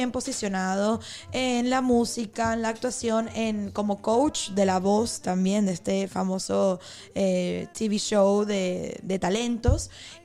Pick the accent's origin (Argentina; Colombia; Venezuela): Venezuela; now in Spain; Tendría que ver si se celebra también aquí en España, en mi país, Venezuela.